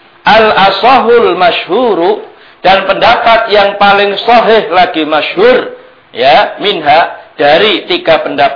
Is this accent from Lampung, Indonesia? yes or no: no; Krian, East Java, Indonesia; di kampung saya di Krian sana, ya.